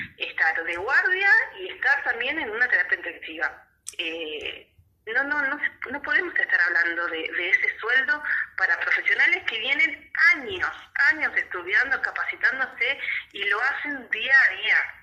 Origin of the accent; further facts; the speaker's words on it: Tierra del Fuego, Argentina; soy de Tierra del Fuego, estamos allá en la punta del país